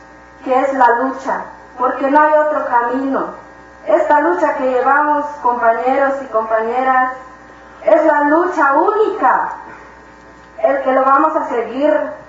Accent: Nueva Victoria, Chiapas, Mexico

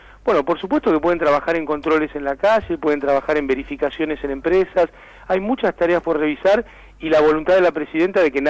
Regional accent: Mar del Plata, Buenos Aires Province, Argentina; moved away as an adult; Yo soy de Mar del Plata.

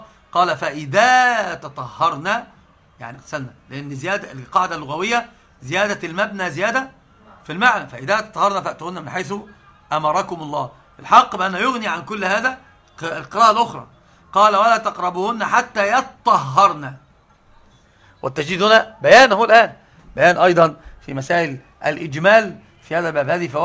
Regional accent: Egypt; قراءه حفص طبعا عندنا في مصر

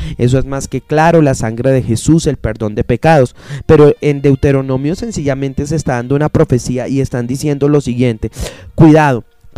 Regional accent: Colombia; Nosotros como colombianos celebramos demasiadas fiestas.

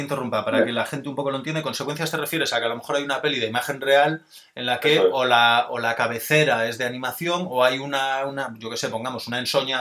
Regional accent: Spain; quizá porque en España somos más de la Castilla, ¿no? Y de la, del humor así tontorrón y de lo costumbrista, ¿no?

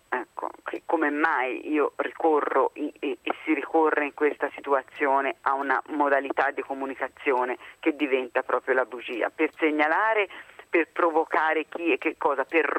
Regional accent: Tuscany, Italy; Beh, ce l'ho nel DNA, sono toscana

